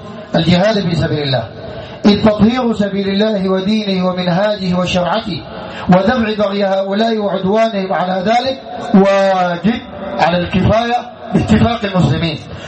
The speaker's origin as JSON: {"language": "Arabic", "country": "Sudan", "said": "بدع عندنا في السودان"}